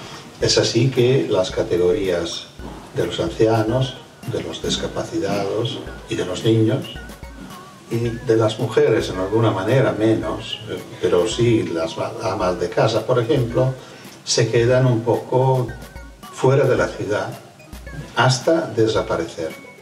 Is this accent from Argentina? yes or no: no; Fano, Marche, Italy; En un pequeño pueblo, que es mi pueblo natal, Fano